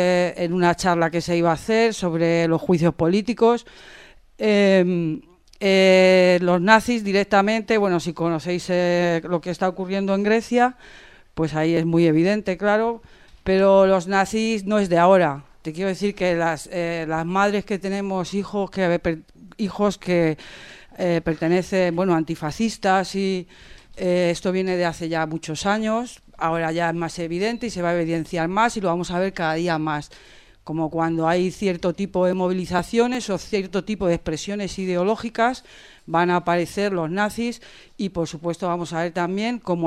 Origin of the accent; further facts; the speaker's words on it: Madrid, Community of Madrid, Spain; Yo soy del barrio de Vallecas, de un barrio obrero